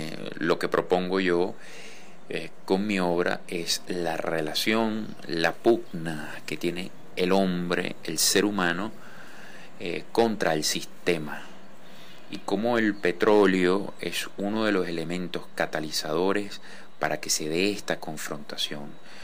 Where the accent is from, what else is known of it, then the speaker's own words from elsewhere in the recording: Venezuela; Soy pintor venezolano